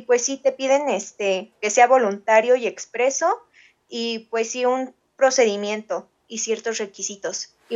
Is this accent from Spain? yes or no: no; Mexico; sí podemos renunciar nosotros como mexicanos mientras seamos nacidos de aquí